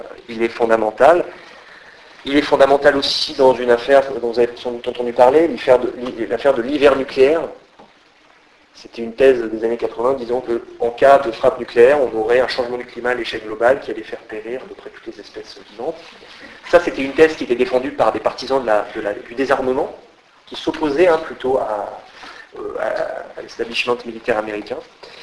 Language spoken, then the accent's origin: French; France; je suis français